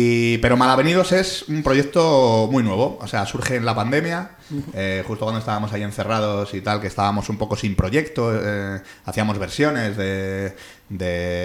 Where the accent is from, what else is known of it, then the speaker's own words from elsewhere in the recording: Getafe, Community of Madrid, Spain; also born or lived in Pinto; provenimos un poco de Getafe, los tres, porque nuestra infancia la pasamos allí, pero ya estamos un poco esparcidos por el sur de Madrid. Yo, bueno, como has dicho, yo soy de aquí de Pinto.